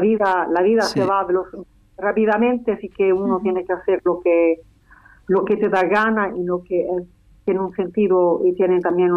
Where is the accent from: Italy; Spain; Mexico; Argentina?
Italy; Rome, Lazio; Spanish is a second language; Yo, como italiana, he vivido la música de la nueva canción chilena en Italia